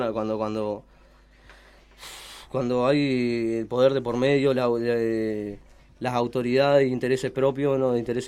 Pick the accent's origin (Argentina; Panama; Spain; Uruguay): Uruguay; San José; Yo soy de San José